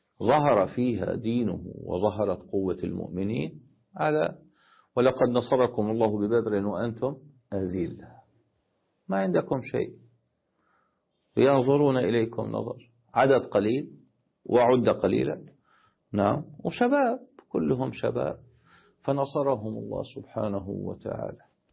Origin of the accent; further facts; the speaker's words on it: Damascus, Damascus Governorate, Syria; عندنا في دمشق